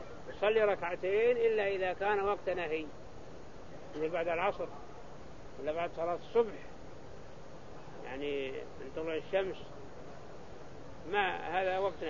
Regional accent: Saudi Arabia; ما توسع بنيان مكة كغيرها من المدن عندنا في السعودية

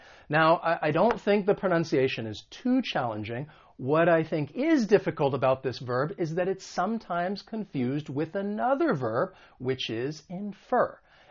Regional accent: United States; accent: American; when it comes to the American accent, because I'm from the United States

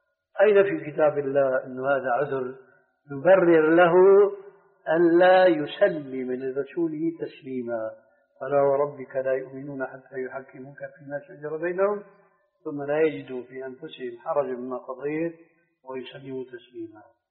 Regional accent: Syria; وقضية كما يقولون عندنا في الشام قضية محبوكة يعني رواية

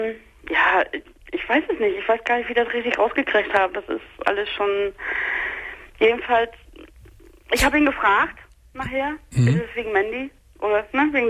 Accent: East Germany, Germany; Ich bin 2,5 Wochen später zu Klassentreffen gefahren, nach dem Osten. Ich komme aus dem Osten.

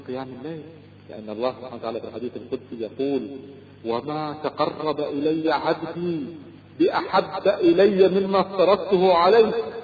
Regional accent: Kuwait; أذكر أحد التجار عندنا في الكويت كان يبيع الغترة

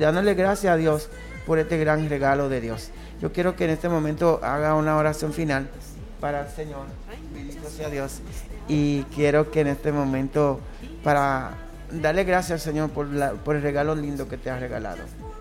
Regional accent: Dominican Republic; soy dominicano y lamentablemente hablo muy rápido.

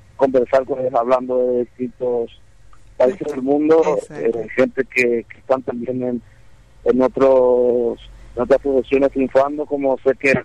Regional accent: Atyrá, Cordillera, Paraguay; also born or lived in San Lorenzo; yo nací en Atirá en el año 1964, y prácticamente hice todo lo que corresponde a la etapa primaria. A muy temprana edad, yo me mudé con mis tíos y abuelos en San Lorenzo.

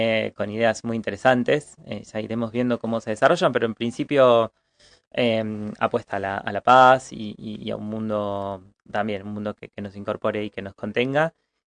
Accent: Argentina; cuando vamos a la universidad o cuando vamos a un servicio de salud, la mayoría somos personas argentinas

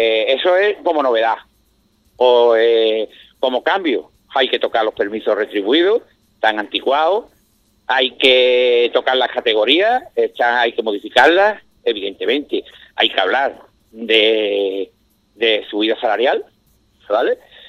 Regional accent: Jerez de la Frontera, Andalusia, Spain; yo soy de Jerez

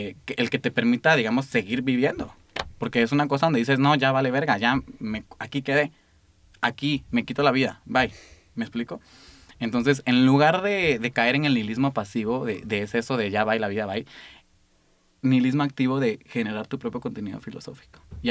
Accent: Guatemala; como decimos en Guatemala, yo soy de Guatemala.

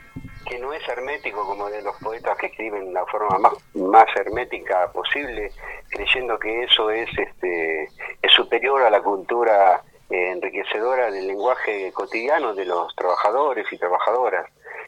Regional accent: Almirante Brown, Buenos Aires Province, Argentina; Yo nací en Capital, desgraciadamente digo a veces. Pero me crié, viste, nací acá en Almirante Brown, digamos, prácticamente en Calzada, estuve en Mármol, y hace 60 años que vivo acá en Claypole.

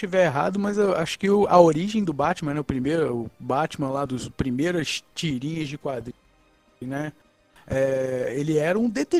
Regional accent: Paraíba do Sul, Rio de Janeiro, Brazil; Sou de Paraíba do Sul, mas como ninguém vai conhecer mesmo, é melhor dizer que é o estado do Rio de uma cidade do estado do Rio de Janeiro.

